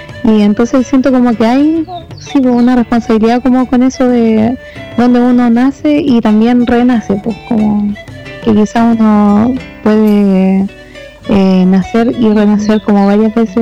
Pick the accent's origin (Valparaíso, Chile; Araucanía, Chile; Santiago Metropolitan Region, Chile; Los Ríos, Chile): Valparaíso, Chile; como que yo vivo, soy de Cerro Yungay